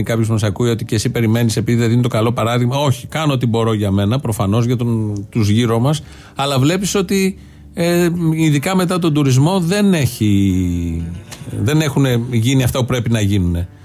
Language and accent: Greek; Athens, Attica, Greece; επειδή εγώ ήμουν και από την Αθήνα